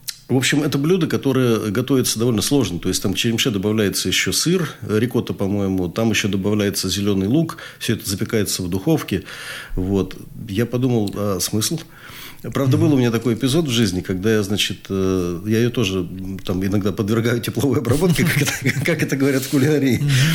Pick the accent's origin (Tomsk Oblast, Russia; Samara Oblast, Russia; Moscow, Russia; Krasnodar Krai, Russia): Tomsk Oblast, Russia; Tomsk; Вообще Сибирь, Западная Сибирь, например, я-то оттуда родом, я из Томска родом.